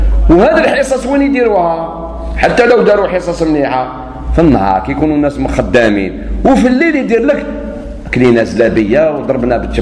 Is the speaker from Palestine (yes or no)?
no; Algeria; شوف احنا عندنا في الجزائر وحدوا الراية